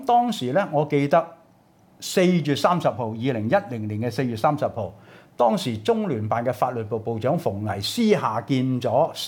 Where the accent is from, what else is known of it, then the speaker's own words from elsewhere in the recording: Hong Kong; 喂，而家我哋香港人點樣同大陸打交道？